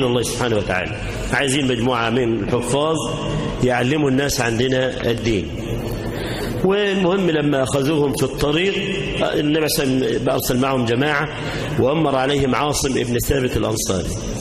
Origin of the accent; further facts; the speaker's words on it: Egypt; اللهم اجعل بلدنا مصر آمنة مطمئنة